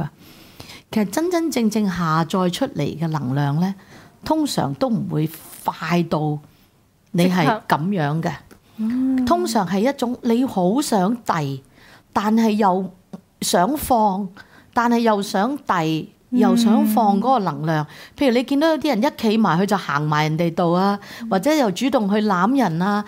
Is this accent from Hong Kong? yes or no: yes; Hong Kong; 我哋香港人當然係雖然識歷史